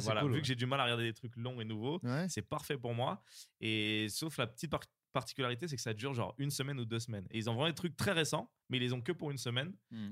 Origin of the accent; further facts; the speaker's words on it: Le Bourget, Île-de-France, France; Moi, je viens du 93, au Bourget, plus exactement.